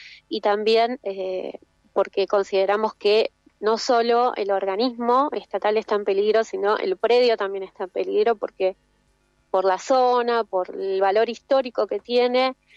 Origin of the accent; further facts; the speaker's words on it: Patagonia, Argentina; En la Patagonia, por ejemplo, yo vivo, soy de la Patagonia, y las distancias geográficas son muy grandes